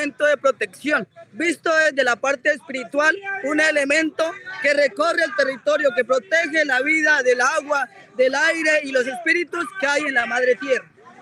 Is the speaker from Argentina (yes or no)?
no; Colombia; Claro, nosotros venimos desde Colombia y estamos apoyando aquí el 11º FOSFAN